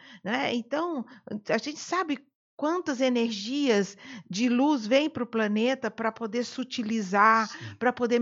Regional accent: Brazil; Brasil, eu sou muito brasileira.

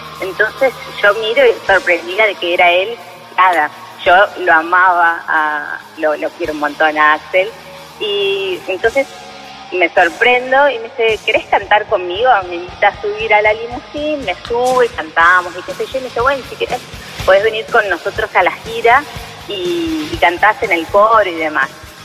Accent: Cañuelas, Buenos Aires Province, Argentina; De Cañuelas.

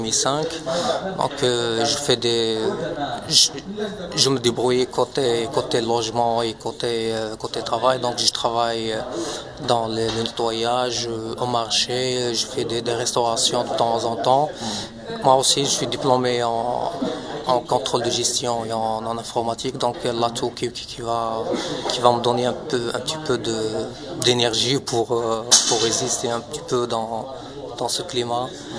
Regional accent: Morocco; now in Belgium; de l'OLB. Donc, je suis marocain, j'ai 28 ans. Donc, je suis en Belgique depuis 2005.

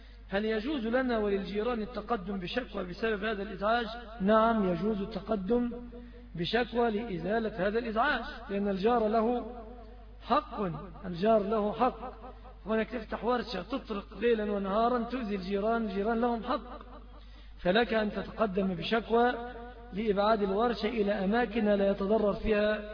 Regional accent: Egypt; بعض أهل البلاد العربية يأخذوها علينا كمصريين

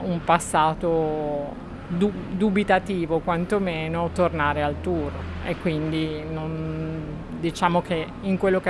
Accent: Villanova di Bagnacavallo, Emilia-Romagna, Italy; Villanova di Bagnacavallo, che è esattamente il mio paese, quindi per me non c'è problema.

